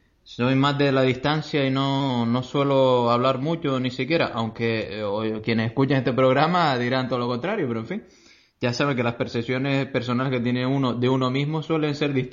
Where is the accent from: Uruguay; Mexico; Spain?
Spain; Canary Islands; uno siendo canario, pues, se siente vergüenza del desarrollo